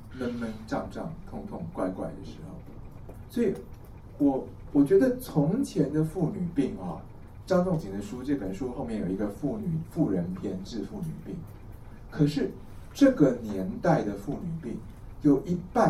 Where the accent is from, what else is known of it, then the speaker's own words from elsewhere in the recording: Taiwan; 因为我们台湾人得这个病都几乎都是内有久寒了